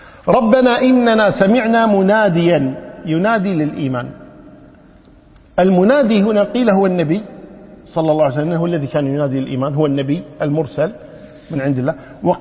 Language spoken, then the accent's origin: Arabic; Kuwait; ونحن عندنا في الكويت هنا النساء شو يقولون؟